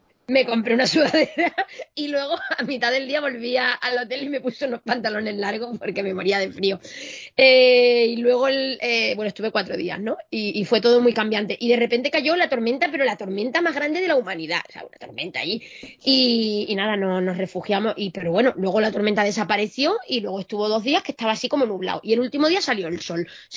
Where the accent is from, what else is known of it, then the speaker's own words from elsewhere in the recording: Spain; A ver, ¿sabes que soy española? Que eso es mi sello de identidad.